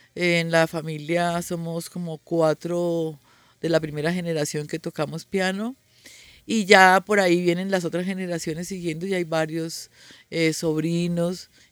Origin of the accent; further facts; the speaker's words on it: Buga, Valle del Cauca, Colombia; also born or lived in Bogotá; Se me salió el bugueño, Yo nací en Bogotá, pero me crié en el Valle, en Buga.